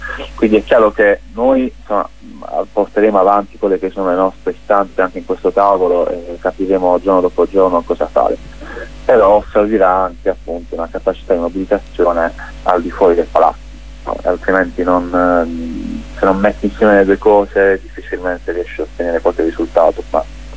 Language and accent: Italian; Apulia, Italy; Sicuramente come pugliesi chiediamo